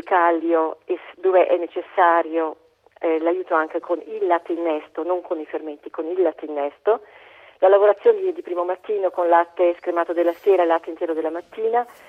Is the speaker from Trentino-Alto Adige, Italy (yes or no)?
yes; Telve di Valsugana, Trentino-Alto Adige, Italy; pensi soltanto al mio paese, Telve di Valsugana, a ridosso proprio, le montagne a ridosso di questa valle, ultima valle, ultima propaggine del Trentino